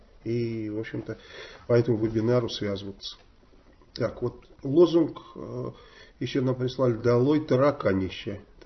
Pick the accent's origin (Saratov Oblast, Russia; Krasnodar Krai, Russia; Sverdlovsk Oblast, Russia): Saratov Oblast, Russia; Saratov; Как у нас в Саратове я кому-то подарил